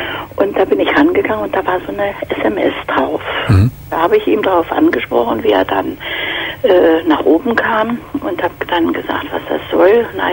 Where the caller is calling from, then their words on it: Berlin, Germany; Ja, ich komme aus Berlin und da sind doch immer in der Tageszeitung solche Anzeigen.